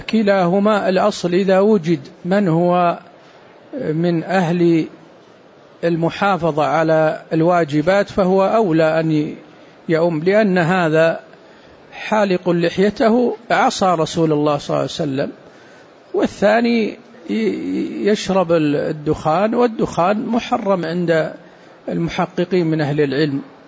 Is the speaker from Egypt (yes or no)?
no; Saudi Arabia; وقد صدر عندنا في السعودية قرار بهذا